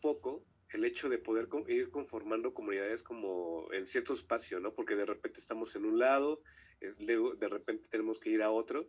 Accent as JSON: {"language": "Spanish", "town": "Xochimilco", "region": "Mexico City", "country": "Mexico", "said": "nosotros somos de Xochimilco, ahí para que parezca una referencia, ¿no?"}